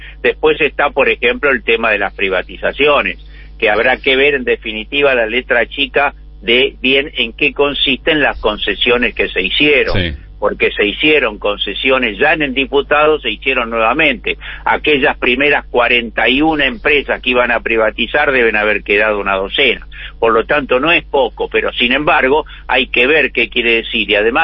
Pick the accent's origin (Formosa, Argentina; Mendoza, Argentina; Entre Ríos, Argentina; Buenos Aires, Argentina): Buenos Aires, Argentina; ¿A mí qué me importa si yo soy militante porteño? No me importa nada, yo no vivo ni en Jujuy, ni en Catamarca, ni en Santa Cruz.